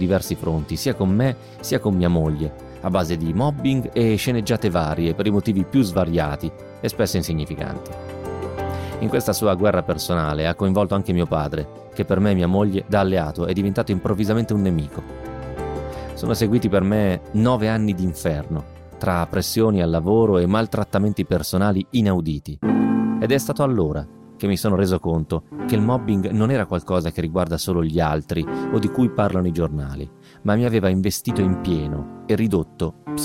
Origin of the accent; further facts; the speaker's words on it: Rome, Lazio, Italy; moved away as an adult; now in Cologne, Germany; sono di Roma e vivo a Colonia, in Germania, già dal 1992, dove mi sono trasferito con la allora mia ragazza e poi moglie, anch'essa romana